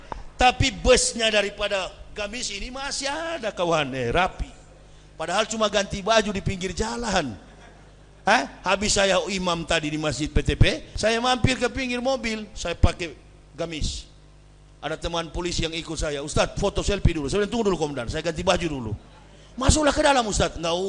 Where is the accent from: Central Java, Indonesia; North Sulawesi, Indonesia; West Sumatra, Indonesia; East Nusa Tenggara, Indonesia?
North Sulawesi, Indonesia; Manado; Kami orang Manado